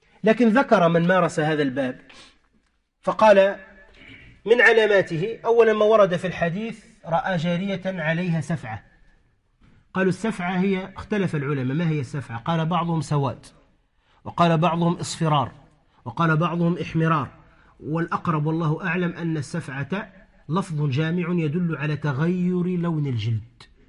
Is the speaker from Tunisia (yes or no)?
yes; Tunisia; عندنا في تونس غالبا ماذا يقولون